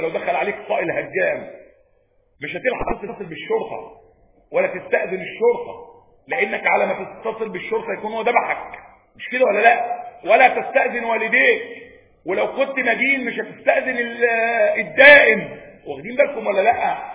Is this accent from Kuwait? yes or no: no; Egypt; احنا عندنا في مصر هنا يهود بيدخلوا بموجب المعاهده،